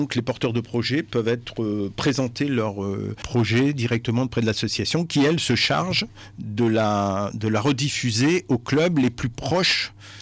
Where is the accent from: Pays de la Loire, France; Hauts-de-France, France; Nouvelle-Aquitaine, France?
Hauts-de-France, France; Moi je suis des Flandres, on souhaite garder de l'activité dans notre territoire